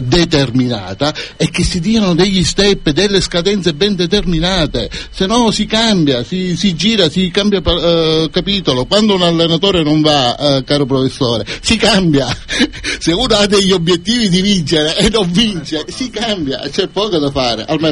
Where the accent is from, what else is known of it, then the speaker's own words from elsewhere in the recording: Cefalù, Sicily, Italy; Da quell'enorme vantaggio che risiediamo a Cefalù, siamo di Cefalù